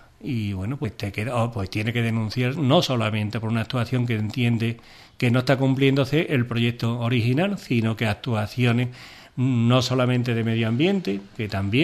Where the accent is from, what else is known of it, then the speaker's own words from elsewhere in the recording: Ubrique, Andalusia, Spain; Porque estamos en Ubrique, somos de Ubrique